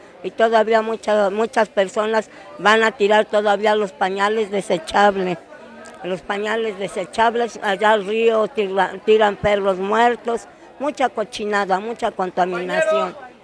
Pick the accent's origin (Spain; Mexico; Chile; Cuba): Mexico; Santa María Zacatepec, Oaxaca; nosotros somos de Pueblos Unidos, yo soy del municipio de Santa María Zacatepec.